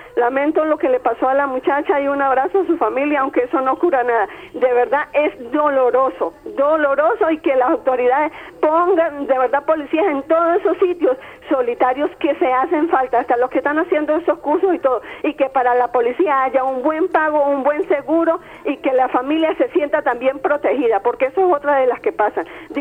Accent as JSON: {"language": "Spanish", "region": "Táchira", "country": "Venezuela", "tie": "born or raised there", "said": "esta es una situación grave y vergonzosa como venezolano. Me han contado la gente que fue a mi estado natal, el estado Táchira"}